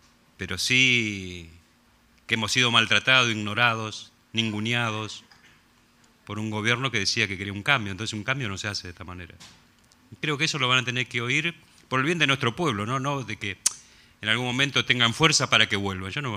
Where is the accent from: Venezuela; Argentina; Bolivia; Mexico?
Argentina; como argentinos, argentinas, tenemos el derecho de hacerlo y pedir explicaciones